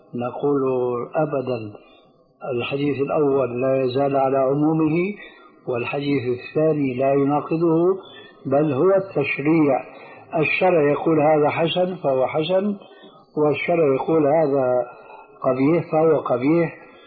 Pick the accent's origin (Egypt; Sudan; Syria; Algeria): Syria; وعمر يلا كما يقولون عندنا في سوريا أدنى اليهود